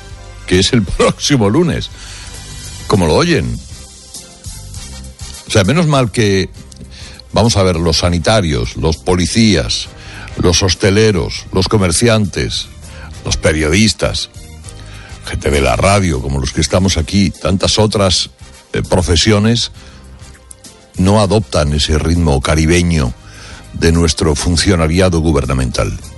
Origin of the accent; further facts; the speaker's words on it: Cuevas de la Almanzora, Andalusia, Spain; bañándose en mi pueblo, en la playa de Cuevas de la Almanzora. Palomares es una pedanía de Cuevas.